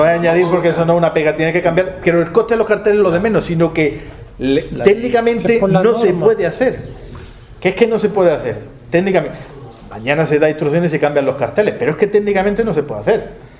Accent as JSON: {"language": "Spanish", "town": "Granada", "region": "Andalusia", "country": "Spain", "said": "Caballero, si yo soy granadino."}